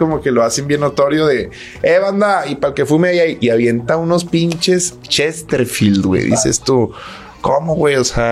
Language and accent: Spanish; Monterrey, Nuevo León, Mexico; como regios que somos